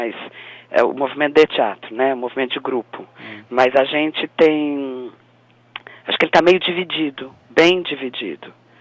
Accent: Ribeirão Preto, São Paulo, Brazil; also born or lived in Brasília; Na verdade, eu sou paulistana, mas vivi muitos anos em Brasília, porque meu pai era funcionário público. E depois eu fui para Ribeirão Preto e me sinto de Ribeirão Preto, assim, tá. Do interior. Até porque a família é toda de lá.

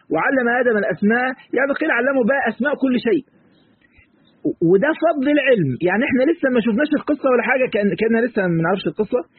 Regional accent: Egypt; في مثل كده عندنا في مصر يقول لك مش عارف ايه

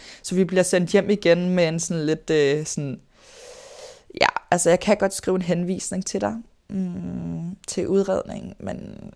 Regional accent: Greve, Zealand, Denmark; jeg er vokset op i Greve og Hundi

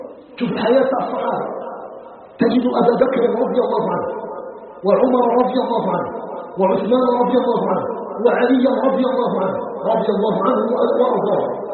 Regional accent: Algeria; نسأله تبارك وتعالى أن يجعل بلدنا الجزائر بلدا آمنا مطمئنا، وسائر بلاد المسلمين

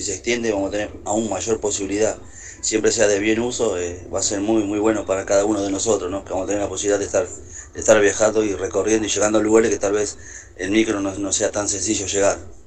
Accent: San Vicente, Buenos Aires Province, Argentina; Somos de San Vicente, zona sur.

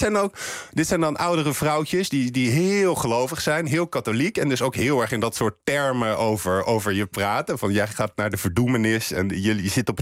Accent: Netherlands; En als ze dan ook nog eens horen dat we uit Nederland komen, dan wordt het helemaal erg.

